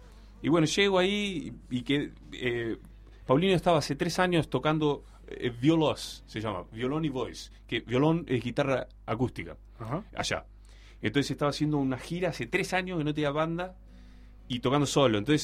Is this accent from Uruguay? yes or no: yes; Uruguay; soy de Uruguay, estoy tocando acá.